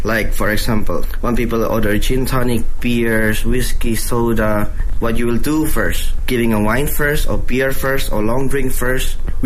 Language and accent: English; Indonesia; born there; English is a second language; I was born in Indonesia.I'm originally Indonesian, but my father's have a background from south of China. So actually, my grandfather was born in Fuzhou.